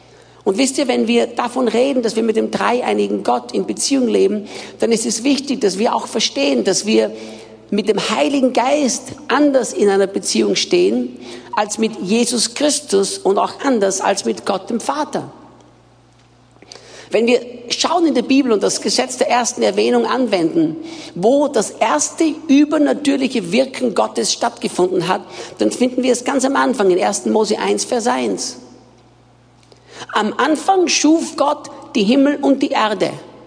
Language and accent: German; Austria; now in Brazil; für die, die mich nicht kennen. Ich bin Österreicher, bin in Österreich geboren und aufgewachsen